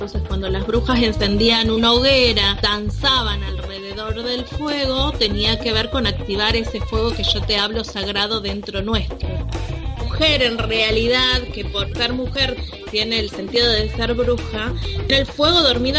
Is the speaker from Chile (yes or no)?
no; Paraná, Entre Ríos, Argentina; soy de Madre Tierra, soy de Paraná Entre Ríos